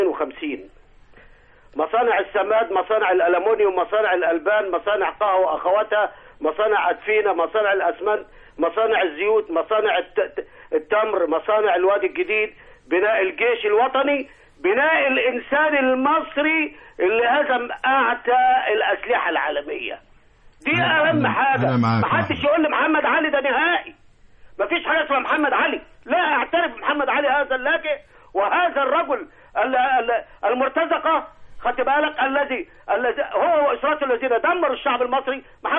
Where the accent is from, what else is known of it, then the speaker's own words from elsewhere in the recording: Egypt; احنا اخلصنا النية كمصريين، إذا إحنا أخلصنا النية كمصريين